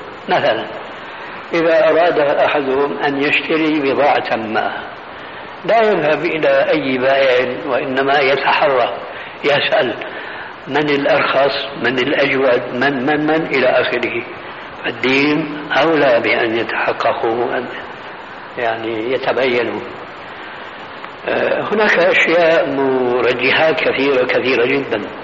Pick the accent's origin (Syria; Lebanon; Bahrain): Syria; كما قال بعض الظرفاء عندنا في سوريا